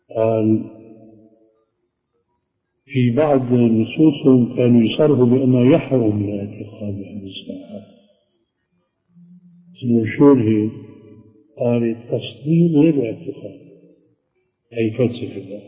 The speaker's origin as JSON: {"language": "Arabic", "town": "Aleppo", "region": "Aleppo Governorate", "country": "Syria", "said": "فهو بعث وأنا من حلب"}